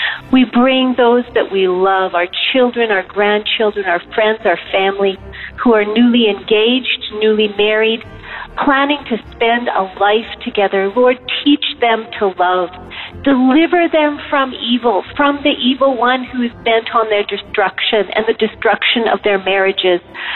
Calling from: Calgary, Alberta, Canada; I'm from Canada, but specifically Calgary, Canada.

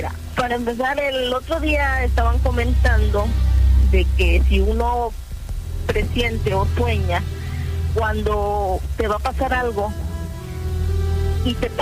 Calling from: Ciudad Acuña, Coahuila, Mexico; hablo aquí de la colonia Cedros, de aquí de Ciudad Acuña.

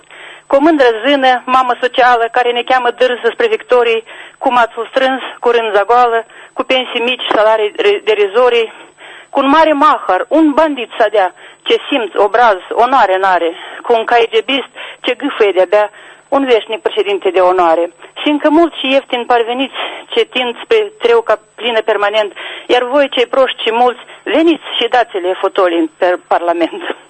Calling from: Chișinău, Moldova; din Chișinău.

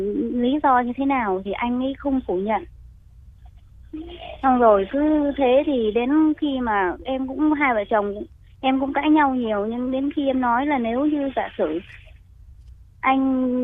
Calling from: Ho Chi Minh City, Vietnam; Dạ, em gọi từ đến từ thành phố Hồ Chí Minh ạ.

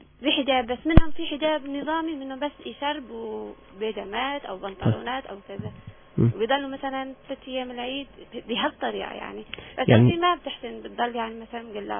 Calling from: Aleppo, Aleppo Governorate, Syria

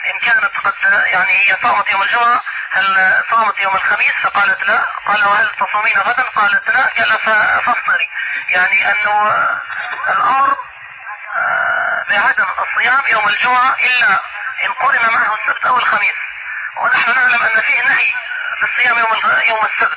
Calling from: Mecca, Makkah Province, Saudi Arabia; شيخ انا بكلمك يعني من مكة

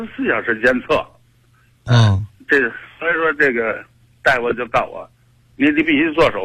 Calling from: Tianjin, China; 我是天津的北辰的。

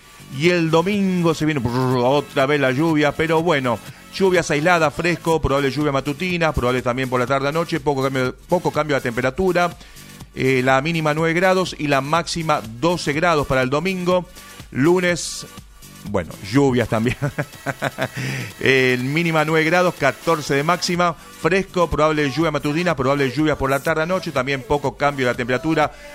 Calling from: Wilde, Buenos Aires Province, Argentina; Hola Sergio … de Wilde y estoy de vacaciones escuchándolos en familia.

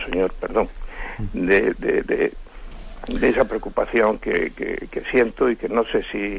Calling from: Madrid, Community of Madrid, Spain; de Madrid.

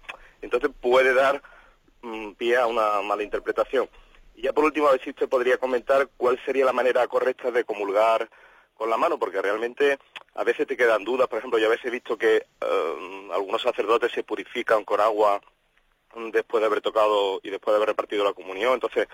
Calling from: Málaga, Andalusia, Spain; de Málaga

